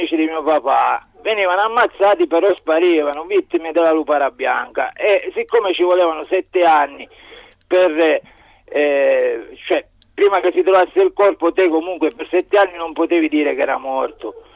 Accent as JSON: {"language": "Italian", "town": "Palermo", "region": "Sicily", "country": "Italy", "lives_now": "Perugia, Italy", "said": "Io sono di Palermo e le dico che la mafia esiste"}